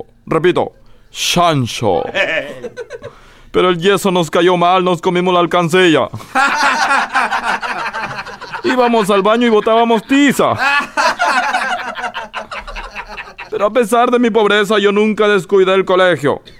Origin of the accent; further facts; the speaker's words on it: Peru; yo le decía a los gringos: yo soy peruano